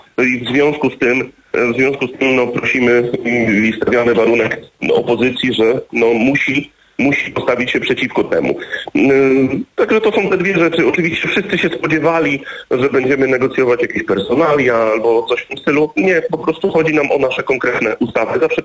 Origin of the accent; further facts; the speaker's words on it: Gdynia, Pomeranian Voivodeship, Poland; no bo ja jednak jestem z Gdyni, więc operowałem w Trójmieście.